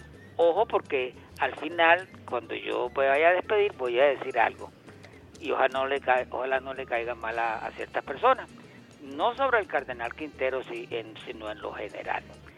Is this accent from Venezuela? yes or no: yes; Venezuela; defendernos nosotros como venezolanos que somos.